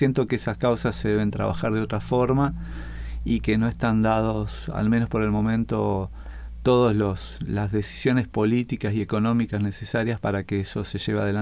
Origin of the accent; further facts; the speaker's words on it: Santa Fe, Argentina; born there; Nací en Santa Fe, en la capital de la provincia.